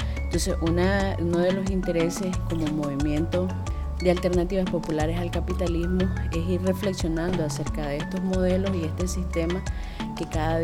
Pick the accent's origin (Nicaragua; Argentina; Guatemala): Nicaragua; Río San Juan; soy de Río San Juan